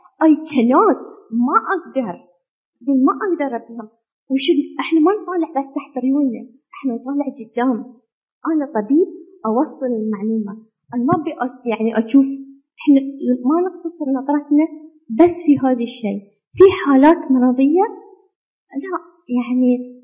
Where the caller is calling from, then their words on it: Bahrain; إحنا في البحرين ما عندنا قانون حق الإجهاض